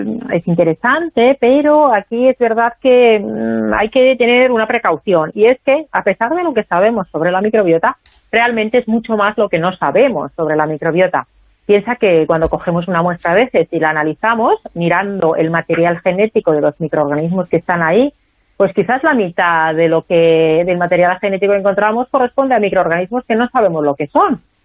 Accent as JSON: {"language": "Spanish", "country": "Finland", "second_language": "Spanish", "said": "yo soy de Finlandia, y hay científicos, compatriotas míos"}